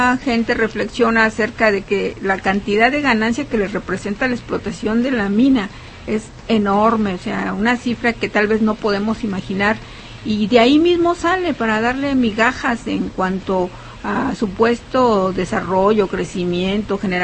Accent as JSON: {"language": "Spanish", "country": "Mexico", "said": "los propietarios originales, que somos nosotros los mexicanos"}